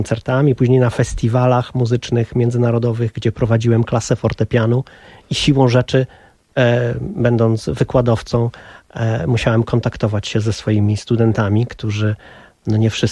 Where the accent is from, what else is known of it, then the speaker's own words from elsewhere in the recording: Mexico; now in Poland; dusza moja jest trochę latynoska, ale to wynika z tego, że wychowywałem się w Meksyku. I tam spędziłem dzieciństwo i tam stamtąd wzięła się znajomość języka hiszpańskiego. A język portugalski przyszedł nieco później